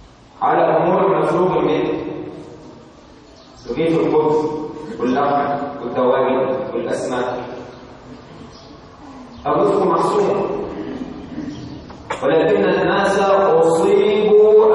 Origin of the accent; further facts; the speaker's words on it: Egypt; عندنا في مصر بعض المحاكم في بعض المحافظات كأنها عزة